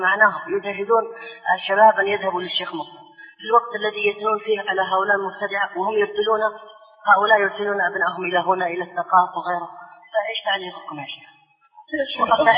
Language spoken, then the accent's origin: Arabic; Hadramaut, Yemen; رجل صوفي عندنا في حضرموت